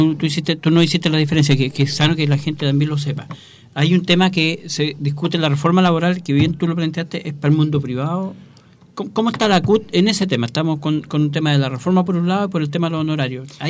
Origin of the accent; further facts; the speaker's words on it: Hualpencillo, Biobío, Chile; yo soy de Hualpencillo, estuve en un grupo de teatro